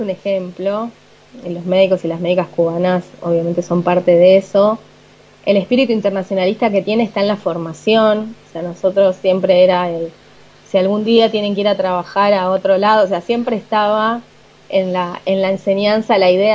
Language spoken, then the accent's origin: Spanish; Argentina; O sea, no, soy argentina.